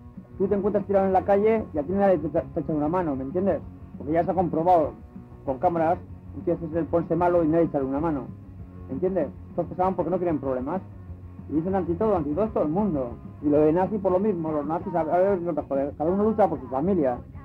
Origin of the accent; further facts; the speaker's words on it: Basque Country, Spain; Pero además, somos de aquí, somos vascos, ¿entiendes?